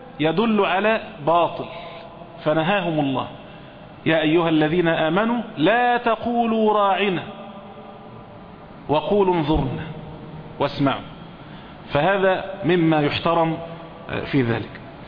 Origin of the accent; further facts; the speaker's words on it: Egypt; يعني عندنا في مصر هنا مثلا